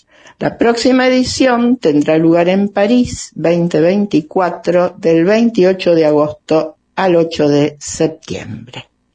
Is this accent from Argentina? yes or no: yes; Rosario, Santa Fe, Argentina; rosarina, atleta paralímpica en Toronto 1976 y Holanda 1980